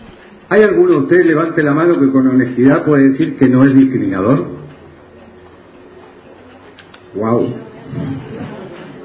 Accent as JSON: {"language": "Spanish", "country": "Chile", "moved": "yes", "lives_now": "Argentina", "said": "en 44 años de destierro en esta patria argentina, yo soy chileno"}